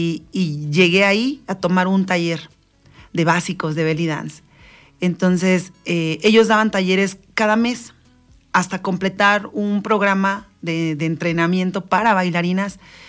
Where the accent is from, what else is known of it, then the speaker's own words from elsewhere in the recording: Valle de Chalco, State of Mexico, Mexico; also born or lived in Iztapalapa; Yo soy yo nací en Iztapalapa, yo soy chilanga, pero mis papás nos trajeron a vivir a Valle de Chalco, muy chiquitos.